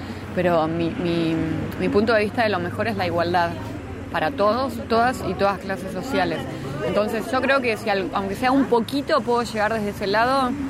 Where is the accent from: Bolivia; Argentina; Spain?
Argentina; La Plata, Buenos Aires Province; Por ahora somos todos platenses, tenemos gente que vive en otros lugares